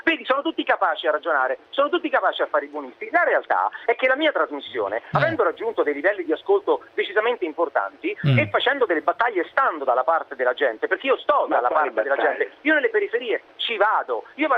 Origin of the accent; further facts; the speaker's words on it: Marche, Italy; e ti dico marchigiani perché sono marchigiano.